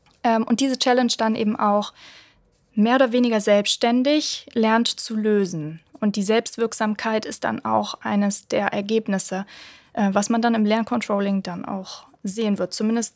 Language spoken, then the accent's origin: German; Solingen, North Rhine-Westphalia, Germany; Und zwar war das bei einem Automobilzulieferer in Solingen, in meiner Heimatstadt.